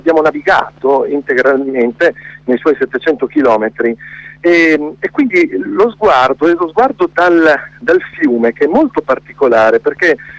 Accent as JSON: {"language": "Italian", "town": "Reggio Emilia", "region": "Emilia-Romagna", "country": "Italy", "said": "perché io poi sono di Reggio Emilia, quindi ho la fortuna di vivere vicino a questo corso d'acqua"}